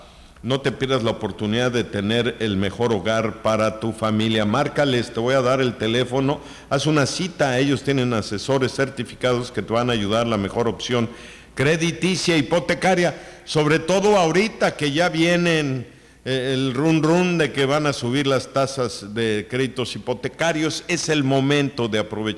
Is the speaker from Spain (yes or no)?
no; Mexico; qué tenemos que festejar, pues que somos mexicanos, pienso yo